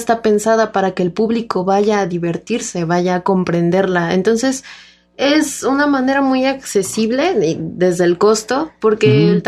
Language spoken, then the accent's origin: Spanish; Mexico; de mi voz como estudiante, como mexicana